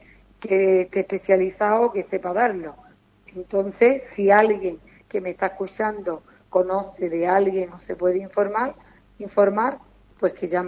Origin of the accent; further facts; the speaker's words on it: Ubrique, Andalusia, Spain; me encanta mi pueblo, que le agradezco a todo el ubriqueño, a todos los ubriqueños